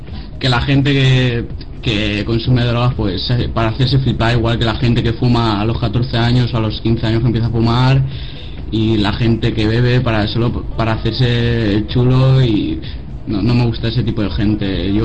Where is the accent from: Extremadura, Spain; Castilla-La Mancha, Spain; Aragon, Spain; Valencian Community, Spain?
Valencian Community, Spain; Valencia; Buenas noches, exacto, vengo de Valencia.